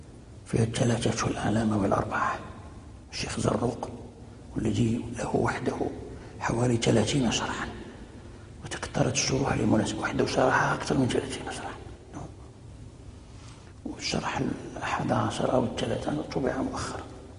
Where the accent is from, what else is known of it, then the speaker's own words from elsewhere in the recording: Fez, Fès-Meknès, Morocco; ومنها عندنا في فاس وكان مقررا في